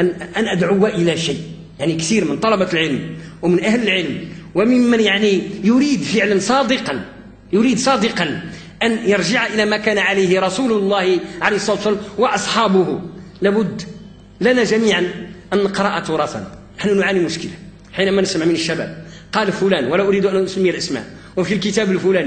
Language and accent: Arabic; Morocco; وقد كنا كمغاربة وكأندلسيين في عمقنا الحضاري أساتذة للمشرق